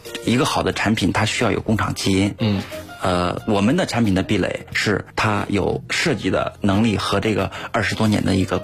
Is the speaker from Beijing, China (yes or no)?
yes; Beijing, China; 做 MGG 眼镜连锁店的。